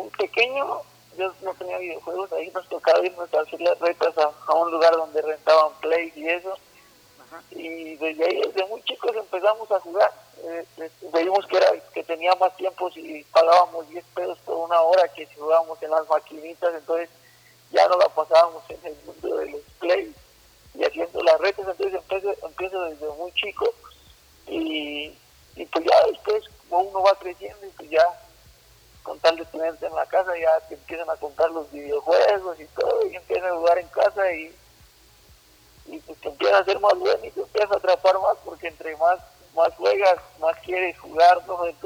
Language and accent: Spanish; Michoacán, Mexico; soy de Michoacán, una tierra muy bonita en todos los aspectos